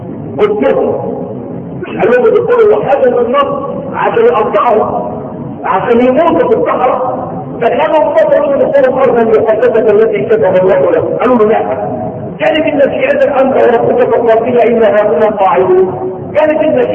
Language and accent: Arabic; Egypt; مشتقة اصلا من كلمة قرآنية قديمة بنخطر احنا فيها كمصريين